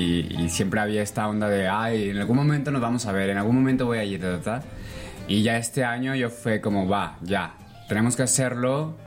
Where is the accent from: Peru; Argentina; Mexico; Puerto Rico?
Mexico; Guanajuato; luego ya se fue a Guanajuato, que es de donde yo soy